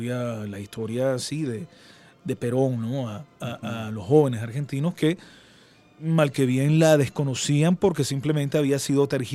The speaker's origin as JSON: {"language": "Spanish", "country": "Venezuela", "said": "somos venezolanos"}